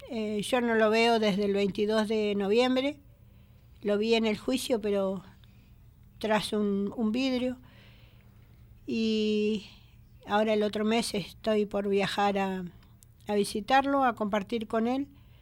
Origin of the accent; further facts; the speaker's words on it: Bariloche, Río Negro, Argentina; soy de Bariloche, y mi fuerza es el Nahuel Guapi.